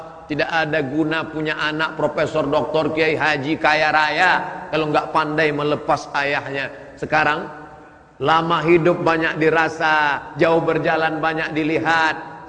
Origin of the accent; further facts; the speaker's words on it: Sumatra, Indonesia; born there; saya dilahirkan di Pulau Sumatera menjadi orang Melayu, orang tua saya Muslim, bapak saya Muslim, mak saya Muslimah, tinggal di negeri Muslim.